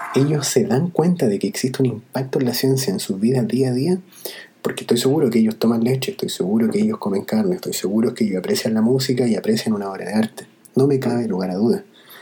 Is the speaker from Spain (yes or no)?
no; Chile; A mí me gustaría, como chileno, ponerla a disposición de otros chilenos